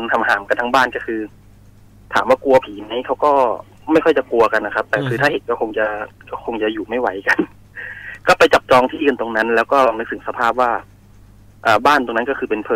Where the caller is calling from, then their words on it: Ang Thong, Thailand; ตอนนี้จอดอยู่แถวอ่างทองครับผม